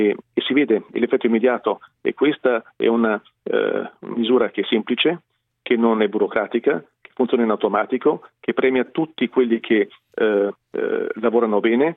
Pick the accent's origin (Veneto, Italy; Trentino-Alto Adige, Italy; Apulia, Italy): Trentino-Alto Adige, Italy; Bolzano; Provengo da un territorio, sono di Bolzano, Alto Tesino, dove siamo riusciti ad abbattere la disoccupazione